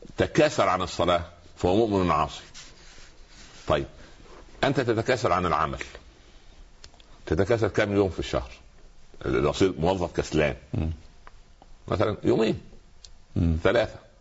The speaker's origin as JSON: {"language": "Arabic", "region": "Upper Egypt", "country": "Egypt", "said": "حتى عندنا في الصعيد اسمه سخل برضه."}